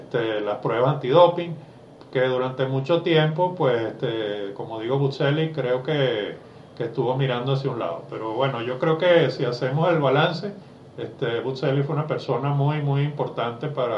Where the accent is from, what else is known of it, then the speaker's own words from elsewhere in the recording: Venezuela; Ojalá me equivoque como venezolano